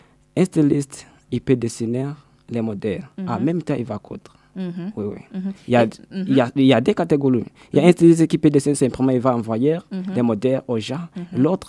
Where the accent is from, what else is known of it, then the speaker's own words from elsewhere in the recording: Burundi; born there; lorsque je suis retrouvé chez moi, dans mon pays natal